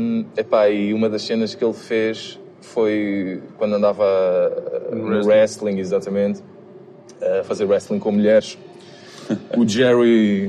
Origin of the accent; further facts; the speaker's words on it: Constância, Santarém, Portugal; em Montalvo, que é a terra mais, logo ali ao lado de Constância, que foi onde eu cresci.